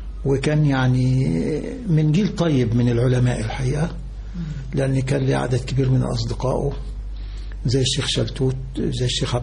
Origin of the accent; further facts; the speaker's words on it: Alexandria, Alexandria Governorate, Egypt; فلاح بسيط جدا أساسا، من الباكور منوفية أبويا وأمي، إنما أنا من وليد الإسكندرية وتعلمت في جامعة الإسكندرية في الأساس، يعني كلية العلوم جامعة الإسكندرية.